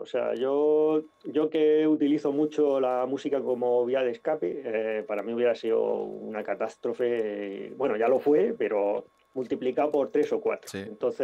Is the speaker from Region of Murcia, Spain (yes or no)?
yes; Murcia, Region of Murcia, Spain; dos de nosotros somos de Murcia y Miguel de Elche.